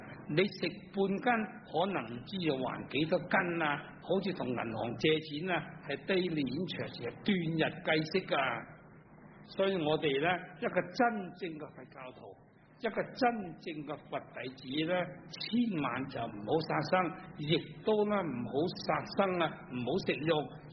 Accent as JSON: {"language": "Cantonese", "region": "Guangdong", "country": "China", "said": "我哋广东人最兴啦。我做小朋友都听过"}